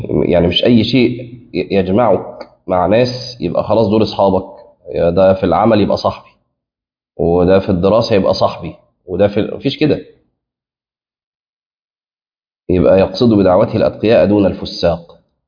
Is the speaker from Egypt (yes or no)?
yes; Egypt; وأظن إن إحنا عندنا في مصر في بعض الأماكن ممكن ده تلاقيه